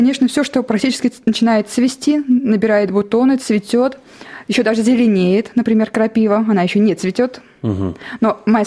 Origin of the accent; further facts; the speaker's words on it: Ivanovo Oblast, Russia; Я выросла не в Иваново, а в сельской местности. Рядом с лесом